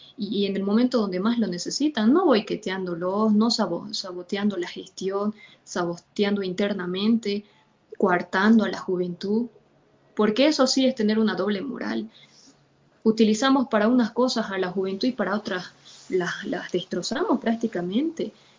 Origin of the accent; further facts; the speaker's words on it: Bolivia; no vamos a negociar esa lucha como familia ni como pueblo boliviano que hemos dado ante nada